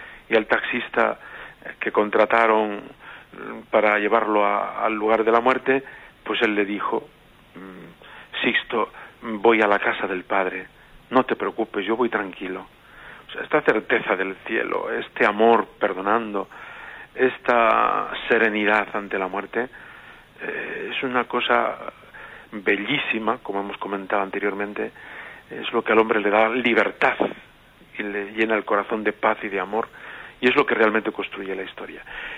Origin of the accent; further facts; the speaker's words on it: Puente del Arzobispo, Castilla-La Mancha, Spain; En mi pueblo natal, Puente del Arzobispo, celebramos esta acción de gracias gozosa